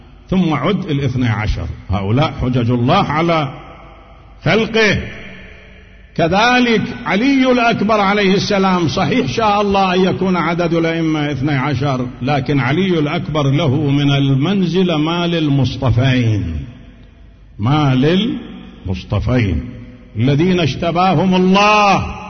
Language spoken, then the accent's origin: Arabic; Najaf, Najaf Governorate, Iraq; كما كان عندنا في النجف